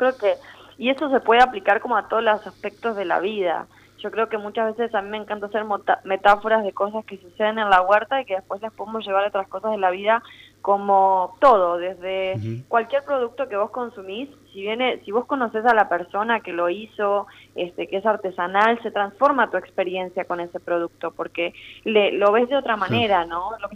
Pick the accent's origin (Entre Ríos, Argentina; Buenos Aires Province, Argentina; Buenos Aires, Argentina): Entre Ríos, Argentina; Gualeguaychú; yo nací en Gualeguaychú y en la escuela a la que iba teníamos una pequeña huerta